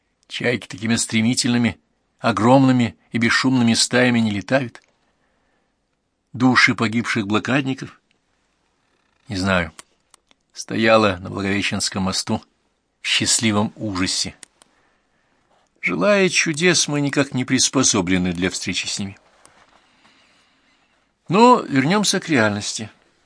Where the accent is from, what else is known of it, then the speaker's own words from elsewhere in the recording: Saint Petersburg, Russia; Я родилась на Васильевском острове и вернулась в 2005 году туда же.